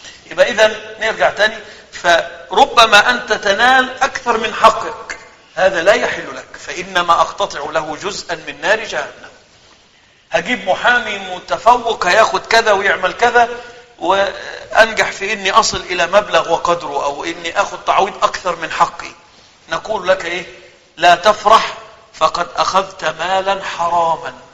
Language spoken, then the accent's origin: Arabic; Egypt; عندنا في مصر ما أعرفش عنده الكلام ده اسمها قائمة الأساس أو المنقولات